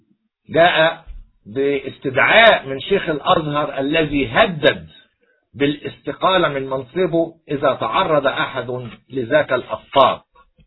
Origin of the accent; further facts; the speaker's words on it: Egypt; كمصري أولا وكقبطي ثانيا وكمسيحي ثالثا